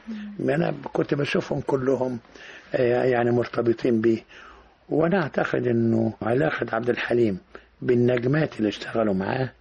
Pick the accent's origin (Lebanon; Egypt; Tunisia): Egypt; ده كله بيخليني أسعد إن أنا مصري بنتمي إلى بلدي